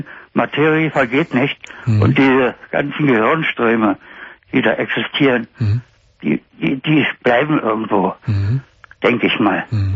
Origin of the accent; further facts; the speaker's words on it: Berlin, Germany; now in Baden-Württemberg, Germany; Ich bin ja auch Berliner. Nur dann eben nach Baden-Württemberg gegangen, weil ich so da hatte.